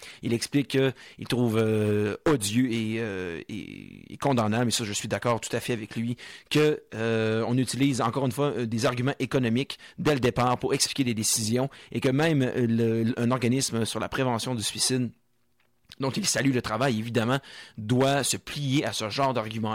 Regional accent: Montmagny, Quebec, Canada; je viens de Montmagny, natif de là-bas, et c'est une région qui est fortement touchée par le suicide.

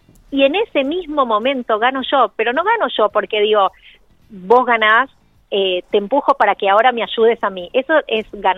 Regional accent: Buenos Aires, Argentina; soy de Buenos Aires

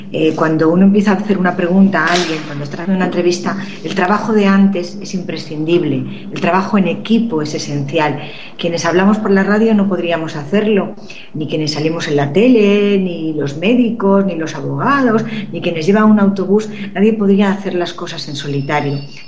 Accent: Castile and León, Spain; Me gustaba mucho ir a mi pueblo, soy de un pueblo de Segovia

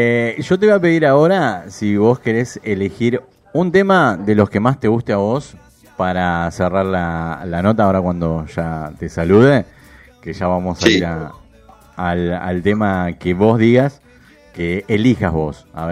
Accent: Buenos Aires, Argentina; Soy de acá de Buenos Aires, pero me gusta Córdoba.

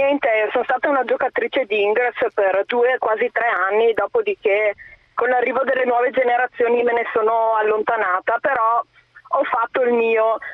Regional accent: Zermeghedo, Veneto, Italy; io sono di Zermeghedo, che è il paese più piccolo per estensione del Veneto, che sono 2 chilometri quadrati di superficie.

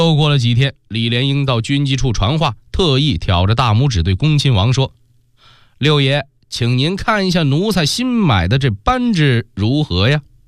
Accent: Beijing, China; 咱们北京人

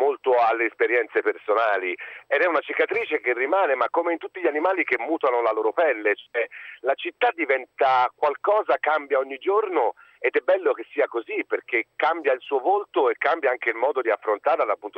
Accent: Florence, Tuscany, Italy; now in Rome, Italy; io vivo a Trastevere, sono fiorentino ma vivo a Trastevere

